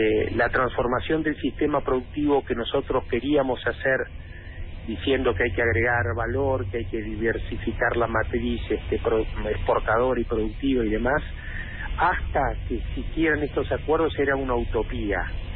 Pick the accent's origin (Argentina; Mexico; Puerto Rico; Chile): Argentina; nosotros como argentinos queremos tener un grado de desarrollo económico como el que tiene Europa